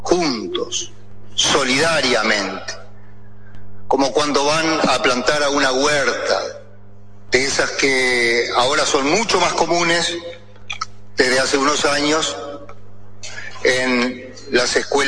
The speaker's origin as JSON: {"language": "Spanish", "region": "Paysandú", "country": "Uruguay", "said": "yo soy de Paysandú"}